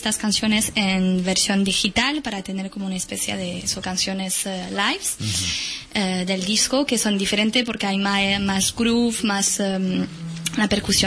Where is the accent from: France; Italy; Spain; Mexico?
France; Cazeneuve-Montaut, Occitania; Yo soy de Toulouse, y bueno, exactamente de un pueblecito al sur oeste de Toulouse, que se llama Cazeneuve-Montaut.